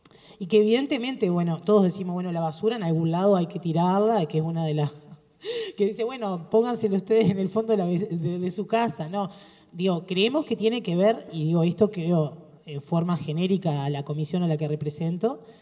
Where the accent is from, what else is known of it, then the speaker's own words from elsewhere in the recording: Paysandú, Uruguay; yo soy de Paysandú. Y desde niña me acuerdo tener la idea patente de que nosotros nunca nos bañamos en el río Uruguay porque ya estaba contaminado.